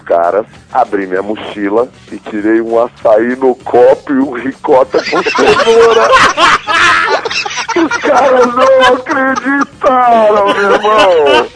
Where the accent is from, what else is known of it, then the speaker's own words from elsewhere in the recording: Italy; Comeu, vim da Itália, cara, como bem, entendeu?